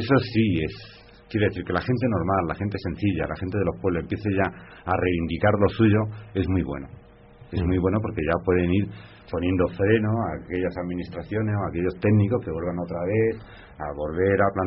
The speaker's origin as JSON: {"language": "Spanish", "region": "Extremadura", "country": "Spain", "said": "en las Urdes, un señor extremeño, mi tierra, con su boina"}